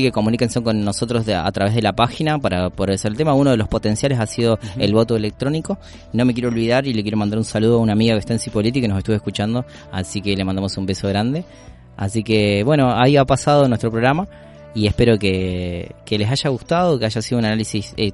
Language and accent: Spanish; Uruguay; No puedo vivir un termo y soy uruguayo.